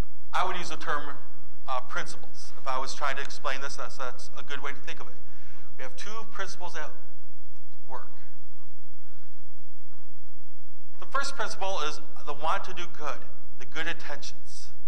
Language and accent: English; Holland, Michigan, United States; also born or lived in Grand Rapids; I grew up in Holland, in West Michigan, Holland, Grand Rapids, the areas I grew up in. Is a heavily Dutch Reformed background.